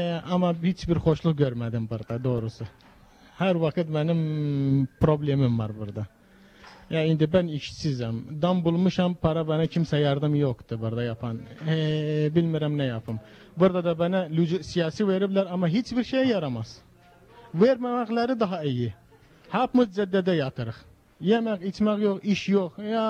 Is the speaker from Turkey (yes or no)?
no; Iraq; now in Italy; Kuzey Irak, Irak Çerçipliyim.